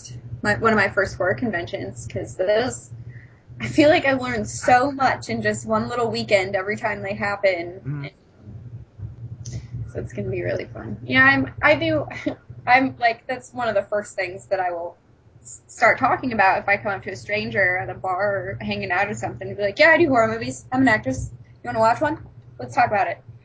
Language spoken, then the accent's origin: English; Denver, Colorado, United States; Yeah, I was born and raised in Denver, so I have a very very soft big spot soft spot in my heart for anything Colorado.